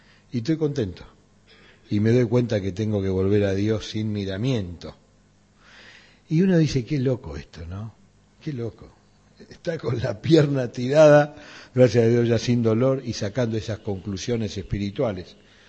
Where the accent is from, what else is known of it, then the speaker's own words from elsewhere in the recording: Buenos Aires, Argentina; de donde nací y me formé, en Flores.